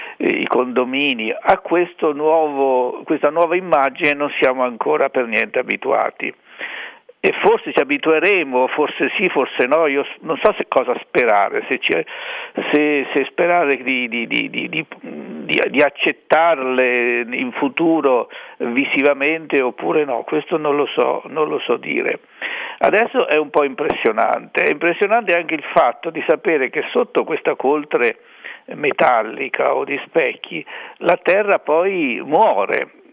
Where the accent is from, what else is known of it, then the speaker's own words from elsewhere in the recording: Colli del Tronto, Marche, Italy; born there; ho visto la collina del mio paese di nascita, che è Col del Tronto